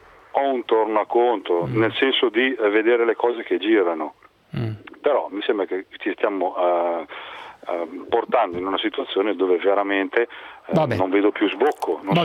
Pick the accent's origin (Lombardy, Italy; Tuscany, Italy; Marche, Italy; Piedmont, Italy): Lombardy, Italy; di cui io da lombardo, mi scusi, non sono un leghista